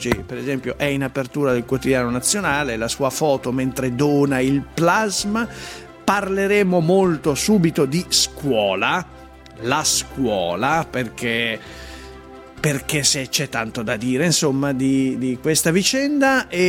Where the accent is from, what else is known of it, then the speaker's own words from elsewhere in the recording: Milan, Lombardy, Italy; vorrei capire se mi conviene da milanese, quindi lombardo, andare in giro